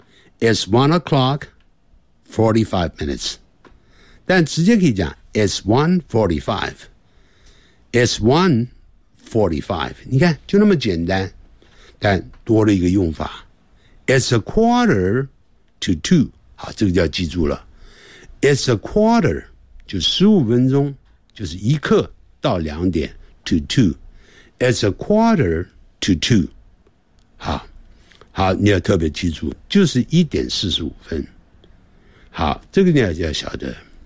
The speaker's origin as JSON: {"language": "Chinese", "country": "China", "said": "我们中国人在讲英文的时候常常呢会把英文当作中文的这个长度一样来讲，我们每一个字的中文的长度是一样的。"}